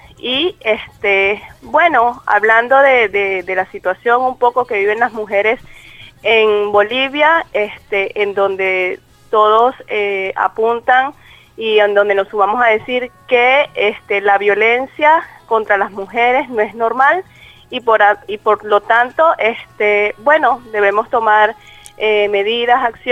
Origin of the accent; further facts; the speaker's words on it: Venezuela; now in Argentina; Soy venezolana. Tengo ya casi un año acá en Argentina